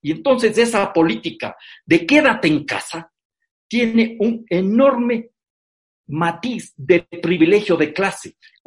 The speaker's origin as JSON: {"language": "Spanish", "country": "Ecuador", "said": "1.300.000 hogares en mi país, Ecuador, no tienen una vivienda adecuada"}